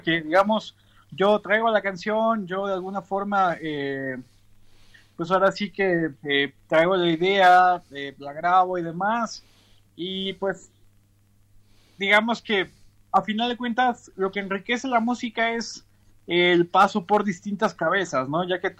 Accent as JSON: {"language": "Spanish", "region": "Mexico City", "country": "Mexico", "said": "Pues soy de la Ciudad de México"}